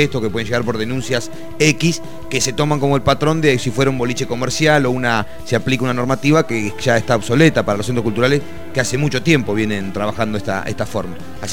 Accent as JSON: {"language": "Spanish", "town": "Necochea", "region": "Buenos Aires Province", "country": "Argentina", "said": "yo de la costa, no de Mar del Plata, igual vengo de una ciudad que tiene un mar, una playa muchísimo más grande que la Mar del Plata, sin hacer alarde de qué ciudad es cada ciudad. Yo vengo de Necochea, pero es la costa"}